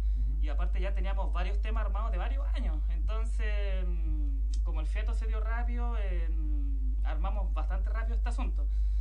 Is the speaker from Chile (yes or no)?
yes; Iquique, Tarapacá, Chile; also born or lived in Santiago; Nosotros somos los cuatro, somos iquiqueños netos, nacido y criado acá en Iquique, y por distintas razones, circunstancias, nos fuimos a Santiago, Valparaíso, Viña del Mar, por estudios, trabajo principalmente. Luego de una larga estadía allá, en mi caso 12 años en Santiago